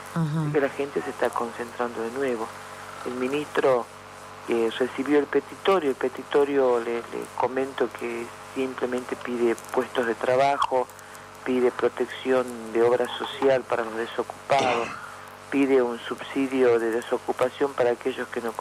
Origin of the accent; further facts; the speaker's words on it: Ledesma, Jujuy, Argentina; Lo digo yo porque yo soy de acá, de Ledesma. Yo soy de Ledesma, he vivido toda mi vida acá. En este momento estoy en San Salvador de Jujuy por mi función gremial, pero tengo toda mi familia acá.